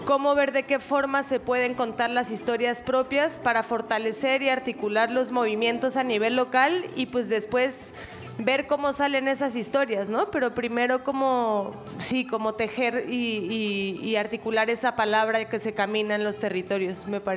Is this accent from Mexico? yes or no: yes; Mexico; Pues yo no soy de por acá, yo soy de México